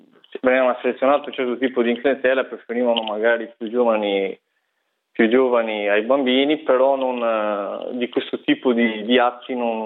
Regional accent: Chioggia, Veneto, Italy; Sì, sono di Chioggia

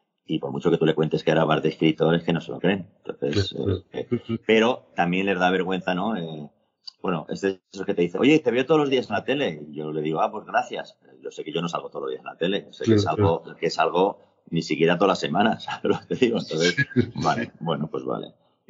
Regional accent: Madrid, Community of Madrid, Spain; me gustan todas las ferias del mundo, pero como yo soy de Madrid, pues en la que firmas es la de Madrid normalmente.

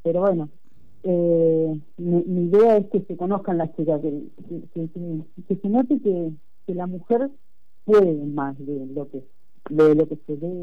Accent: Comodoro Rivadavia, Chubut, Argentina; Yo vengo de Comodoro, fui una de las primeras mujeres allá en Comodoro ser árbitro

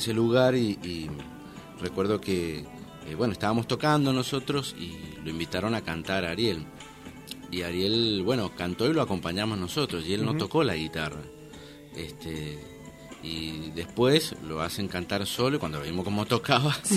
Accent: Mendoza, Argentina; now in Buenos Aires, Argentina; Mi mujer y yo somos mendocinos.

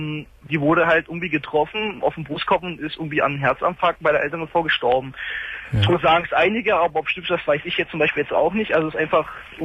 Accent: eastern Germany, Germany; ich komme normalerweise aus der DDR drüben.

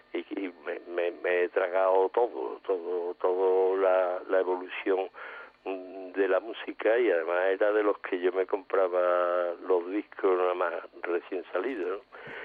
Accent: Seville, Andalusia, Spain; yo soy andaluz, soy sevillano andaluz y rockero, en parte.

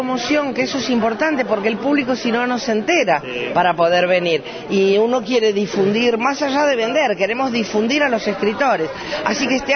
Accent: Trelew, Chubut, Argentina; Vengo de Trelew.

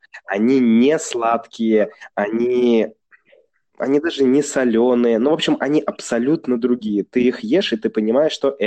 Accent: Saint Petersburg, Russia; Я же из Санкт-Петербурга, там черника, брусника, вот все эти лесные ягоды, ягоды из леса.

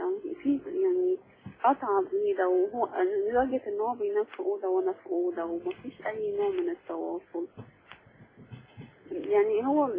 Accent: Cairo, Cairo Governorate, Egypt; انا اصلا من القاهرة بس انا دلوقتي عايشة في الجنوب يعني جنوب مصر

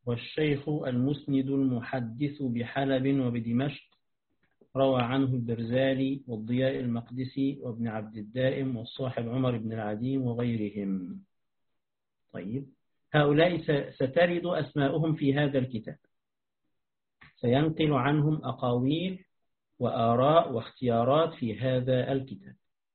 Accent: Egypt; عندنا في مصر يقولون طربوش

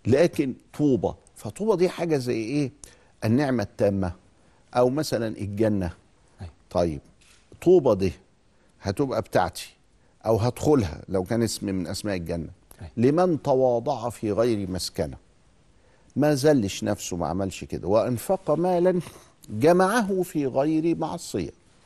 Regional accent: Egypt; كان عندنا في مصر من 50 سنة فقط كل عيلة لها شيخ تخالطه

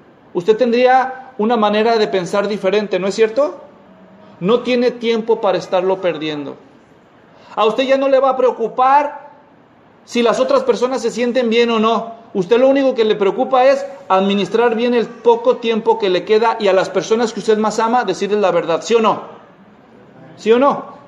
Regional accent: Guadalajara, Jalisco, Mexico; En Guadalajara, de donde yo soy, hay un tianguis

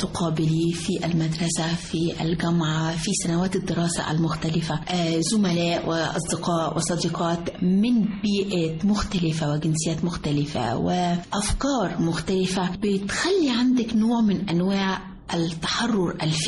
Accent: Upper Egypt, Egypt; طبعا أنا فخور أن أنا أكون صعيدية من جنوب مصر

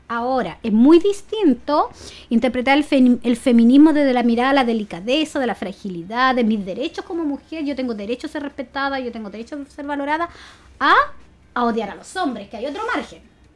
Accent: Chile; Entonces, oye, nosotros somos chilenos, po. O sea, tenemos una cultura.

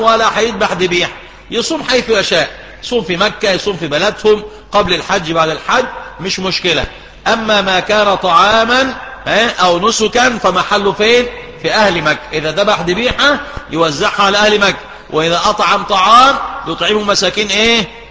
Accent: Egypt; يعني مثلا عندنا في مصر ميقات أهل مصر إيه؟ رابغ.

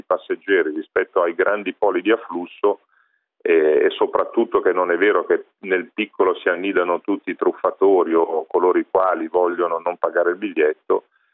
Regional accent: Genoa, Liguria, Italy; Ad esempio, io vengo da Genova

